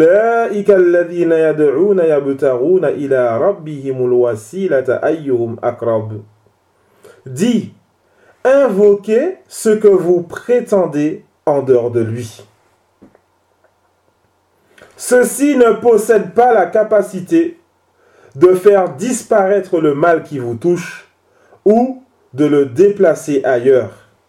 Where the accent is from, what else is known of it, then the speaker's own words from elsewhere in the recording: French Antilles, France; Même chez nous, aux Antilles, on trouve ce genre d'ambiguïté chez les chrétiens.